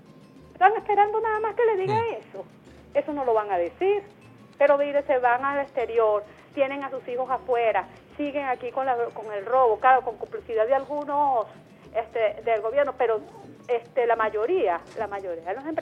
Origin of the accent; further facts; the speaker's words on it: Venezuela; que por favor que prosperemos como venezolanos, que Venezuela sea próspera